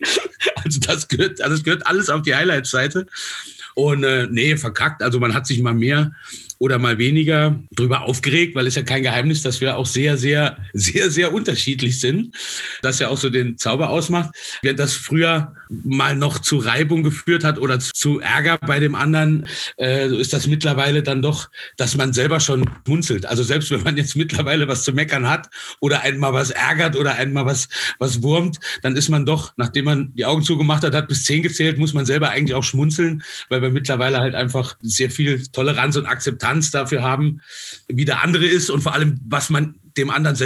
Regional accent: Saarland, Germany; Ich bin ja aus dem Saarland

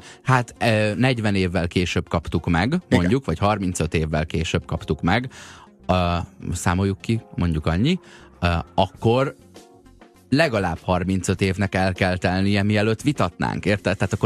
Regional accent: Croatia; Én horvát vagyok.

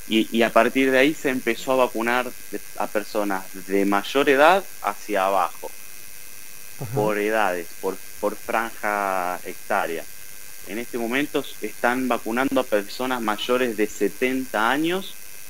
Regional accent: Santa Fe, Argentina; now in Brazil; como argentino que sigamos hablando del dengue, porque en Santa Fe, en mis recuerdos, ya era muy poco, era algo bastante combatido, pero acá en Brasil no

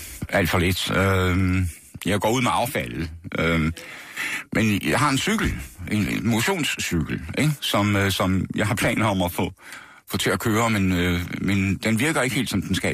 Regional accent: Horsens, Central Denmark Region, Denmark; I Horsens. Vestergade i Horsens. Ikke noget særligt spændende kvarter, men der er altså, har gået på Rysgade skole hed det, som lå om hjørnet, og senere gik jeg så på Horsens

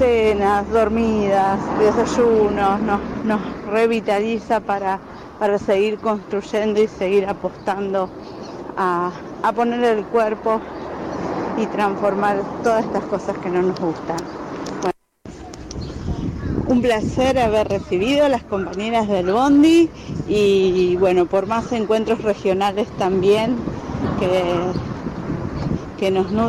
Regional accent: Rosario, Santa Fe, Argentina; Soy de Rosario

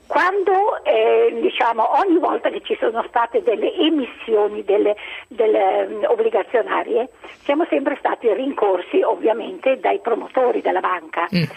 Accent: Milan, Lombardy, Italy; io vivo a Milano, sono una milanese

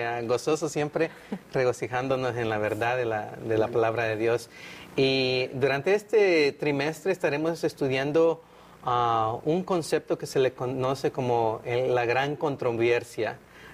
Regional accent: El Salvador; now in United States; Yo soy originario de El Salvador, pero ya tengo mucho tiempo viviendo en el sur de California

